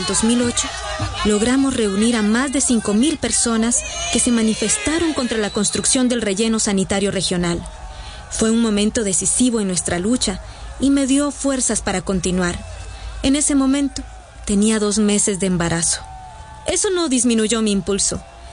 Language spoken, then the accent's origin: Spanish; Amatlán de los Reyes, Veracruz, Mexico; Yo nací aquí, en La Pochota, municipio de Amatlán de los Reyes, Veracruz.